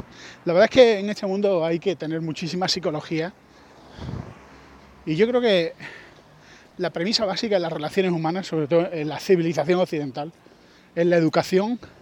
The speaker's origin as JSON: {"language": "Spanish", "country": "Spain", "said": "Yo soy español"}